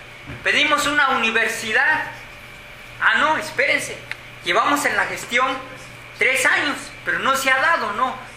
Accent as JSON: {"language": "Spanish", "region": "Puebla", "country": "Mexico", "said": "Mire, así yo vengo del estado de Puebla, la Sierra Negra de la región de Tehuacán"}